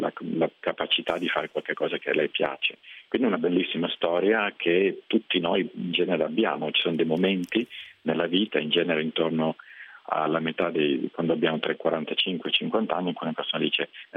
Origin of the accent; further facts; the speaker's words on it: Milan, Lombardy, Italy; moved away; non abito in Italia dal 92, quindi insomma è da molti anni che non vivo nel mio paese, io sono di Milano, e italiano ovviamente.